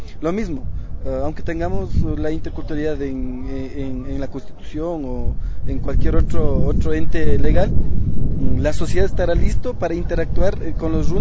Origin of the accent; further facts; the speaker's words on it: Otavalo, Imbabura, Ecuador; Soy Otavalo y pertenezco a la institución Tincunac, que es